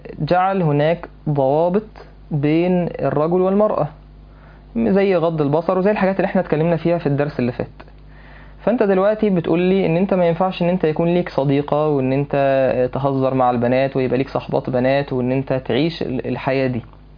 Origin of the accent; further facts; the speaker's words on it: Egypt; يعني انا مش عارف هو الفصل بين الشباب والبنات ده موجود فين يعني عندنا في مصر